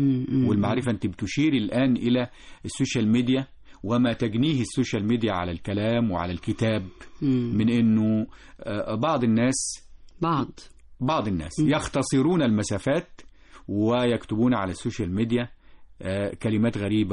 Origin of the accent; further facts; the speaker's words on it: Egypt; إحنا كمصريين قدماء كنا نكتب ونسجل الأحداث والتواريخ